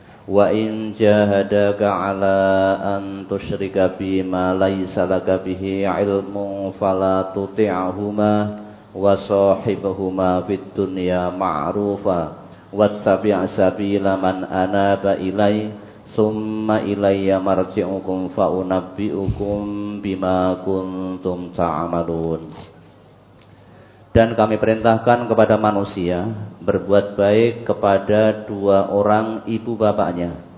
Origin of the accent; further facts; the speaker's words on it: South Sumatra, Indonesia; Sumatera Selatan.